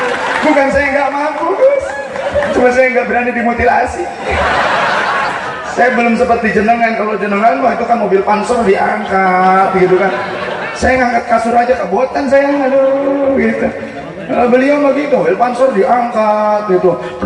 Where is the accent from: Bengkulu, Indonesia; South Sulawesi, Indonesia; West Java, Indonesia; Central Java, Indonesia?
West Java, Indonesia; Padahal orang Sunda saya, tapi ini ketularan sama beliau. Saya itu orang Sunda, ini ketularan.